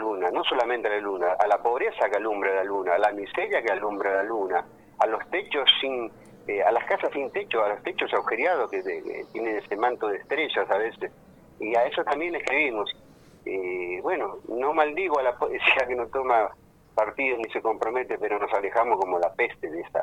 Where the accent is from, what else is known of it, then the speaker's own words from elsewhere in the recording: Almirante Brown, Buenos Aires Province, Argentina; Yo nací en Capital, desgraciadamente digo a veces, pero me crié, viste, nací acá en Almirante Brown, digamos, prácticamente en Encalzada, estuve en Mármol, y hace 60 años que vivo acá en Claypole.